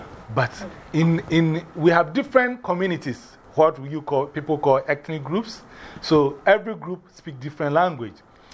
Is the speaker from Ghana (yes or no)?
yes; Ghana; I'm from Ghana, West Africa. … I was born on Tuesday